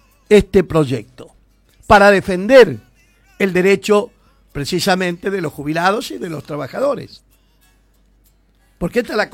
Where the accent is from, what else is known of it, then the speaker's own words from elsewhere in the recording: Argentina; ¿O creen que somos estúpidos los argentinos?